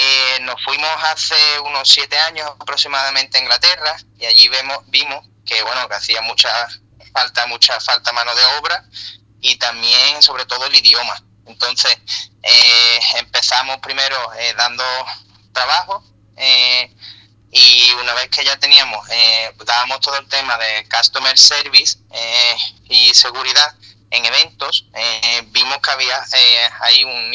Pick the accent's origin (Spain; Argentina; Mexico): Spain; Andalusia; y tenemos otra en Jerez, porque nosotros somos gaditanos los dos.